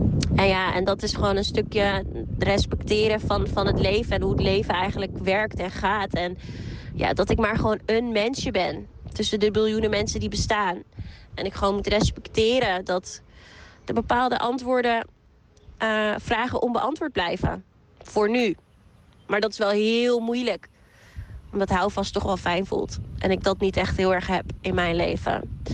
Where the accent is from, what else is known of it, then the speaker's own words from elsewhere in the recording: Amsterdam, North Holland, Netherlands; Ik ben 25 jaar en ik kom uit Amsterdam.